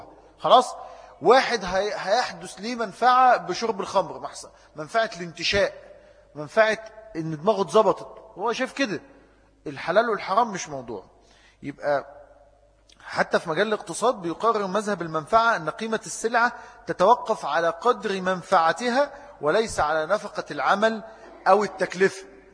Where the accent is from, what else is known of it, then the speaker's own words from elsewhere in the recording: Egypt; يعني الفكر الليبرالي لما جه عندنا في مصر